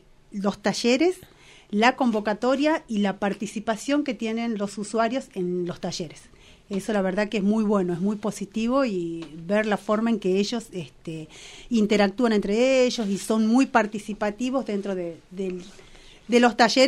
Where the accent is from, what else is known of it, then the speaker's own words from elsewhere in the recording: Tucumán, Argentina; now in Bariloche, Argentina; soy de Tucumán también, estoy nuevita acá en la zona.